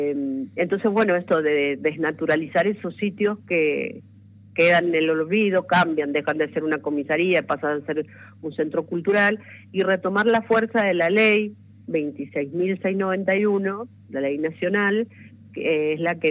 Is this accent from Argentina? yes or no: yes; Mendoza, Argentina; vengo de Mendoza, pero voy a estar en la marcha con ustedes